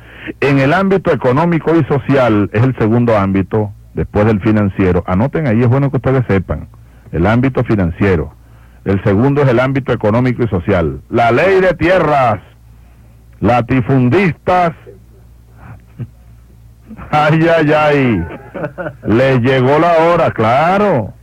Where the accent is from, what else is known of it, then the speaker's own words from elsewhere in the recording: Venezuela; Eso pasaba en las sabanas de Barinas y de Guárico y de Apure. Y allá están nuestros hermanos de donde yo vengo